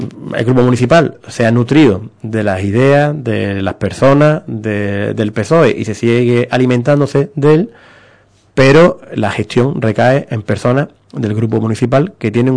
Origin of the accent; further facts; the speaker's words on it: Ubrique, Andalusia, Spain; yo soy de Ubrique, que vivo en Ubrique